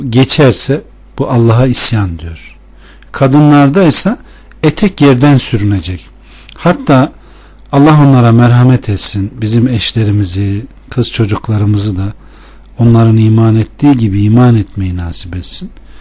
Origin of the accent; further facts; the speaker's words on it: Konya, Turkey; Ben de Konyalıyım. Hem de has Konyalıyım vallahi.